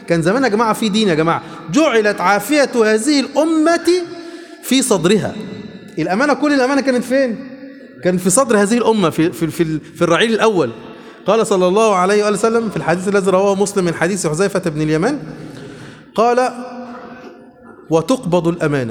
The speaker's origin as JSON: {"language": "Arabic", "country": "Egypt", "said": "عندنا في مصر كده"}